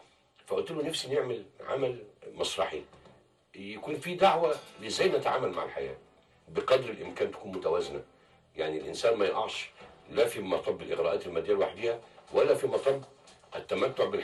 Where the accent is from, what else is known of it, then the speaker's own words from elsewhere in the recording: Egypt; احنا ما بناخدش اجازه على الاقل عندنا في مصر